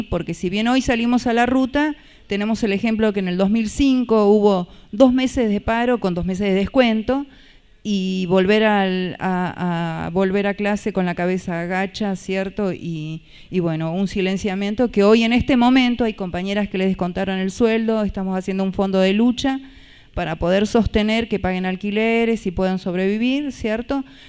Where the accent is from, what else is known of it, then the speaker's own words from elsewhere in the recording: Comodoro Rivadavia, Chubut, Argentina; Vengo de Comodoro Rivadavia de Chubut.